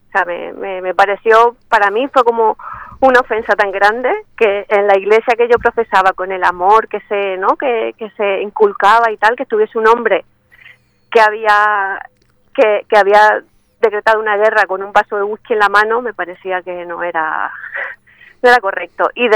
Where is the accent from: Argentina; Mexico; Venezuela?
Argentina; moved away as an adult; now in Murcia, Spain; que no se me note con este tono que llevo, soy argentina y vivo aquí hace ya 19 años.